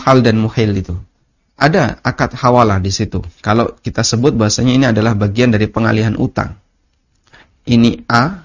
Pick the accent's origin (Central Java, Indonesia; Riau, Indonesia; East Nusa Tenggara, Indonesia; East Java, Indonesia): East Java, Indonesia; Lamongan; kejadian ini real ada di kecamatan tempat asal saya. Di daerah Lamongan ya.